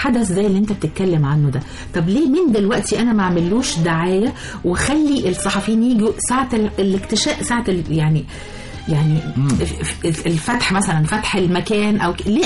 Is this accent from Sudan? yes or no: no; Egypt; مش أنا بقولك احنا المصريين للأسف في كنوز بلدنا مش عارفينها